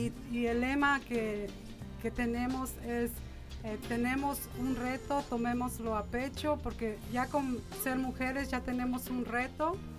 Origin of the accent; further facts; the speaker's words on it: Mexico; now in Nashville, United States; soy de México y vivo aquí en Nashville desde hace 18 años.